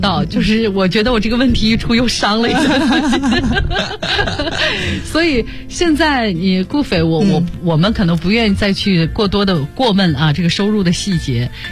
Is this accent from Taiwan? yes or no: no; China; 我们中国人情绪都很含蓄啊